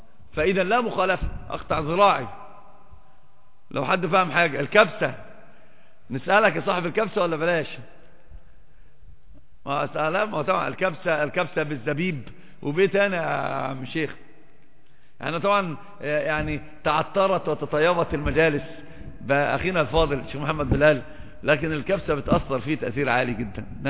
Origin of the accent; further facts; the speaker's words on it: Upper Egypt, Egypt; أصلا عندنا في مصر برضو نفس الحكاية، في سمع وطاعة بس بيخرج. أصلا أنا صعيدي، فأنا ما ينفعش مع صعيدي